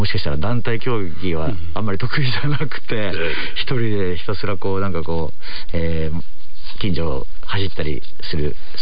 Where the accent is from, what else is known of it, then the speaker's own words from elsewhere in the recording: Yokohama, Kanagawa, Japan; みんな東京へ出てしまったりとか、僕は横浜なんですけれども出てしまったりっていう感じで